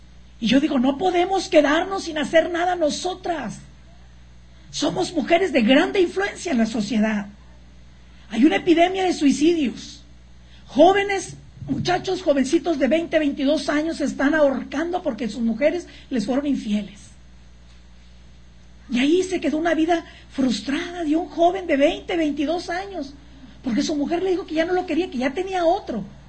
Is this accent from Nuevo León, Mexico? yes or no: yes; Monterrey, Nuevo León, Mexico; born there; ¿Por qué yo nací en Monterrey? Porque yo tengo que influenciar allá y hasta donde el Señor me lleve.